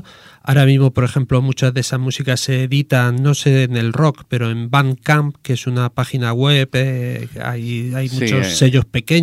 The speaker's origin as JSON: {"language": "Spanish", "town": "Murcia", "region": "Region of Murcia", "country": "Spain", "said": "yo soy de Murcia, y con 16, 17 años, que con 17 años antes salías y ibas donde querías, cada vez que había un concierto en la provincia de Murcia de … allí nos íbamos con el saco de dormir"}